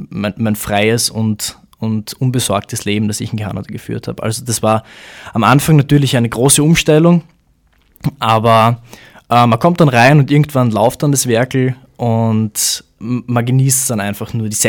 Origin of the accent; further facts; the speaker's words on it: Austria; Ich wollte im Winter als Österreicher natürlich unbedingt Skifahren gehen.